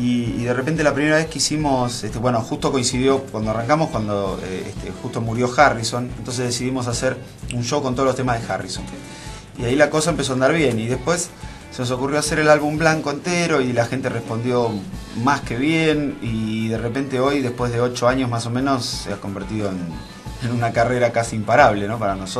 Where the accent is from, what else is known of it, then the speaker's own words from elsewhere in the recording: Mar del Plata, Buenos Aires Province, Argentina; born there; now in Buenos Aires, Argentina; Y nací en Mar del Plata, es verdad, pero ya la mitad de mi vida la viví acá. Hace como 15, 17 años que estoy dando vueltas por acá, por Buenos Aires, así que ya soy un poco mitad porteño, mitad marplatense. Una especie de híbrido.